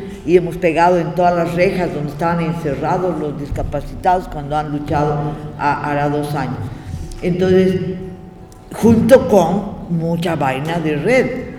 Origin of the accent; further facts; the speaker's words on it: Bolivia; Porque ya me va a dar vergüenza que soy boliviana.